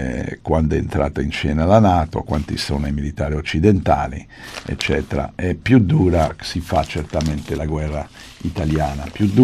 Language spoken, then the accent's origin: Italian; United States; Italian is a second language; now in Italy; se volete avere delle risposte a perché siamo l'Italia e il mio paese, che è gli Stati Uniti, stiamo in Afghanistan